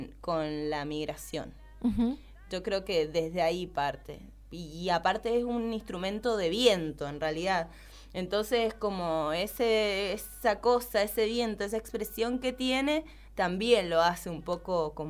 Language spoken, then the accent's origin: Spanish; Buenos Aires, Argentina; yo soy de allá de Buenos Aires